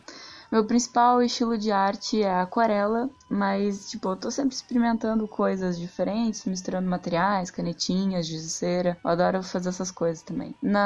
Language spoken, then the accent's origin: Portuguese; Porto Alegre, Rio Grande do Sul, Brazil; Eu tenho 23 anos, sou de Porto Alegre, Rio Grande do Sul